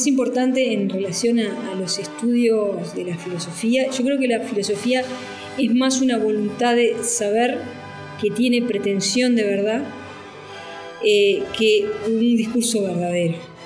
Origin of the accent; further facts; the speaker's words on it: Uruguay; now in Mexico; yo como uruguaya, por eso me vine a vivir a México un tiempo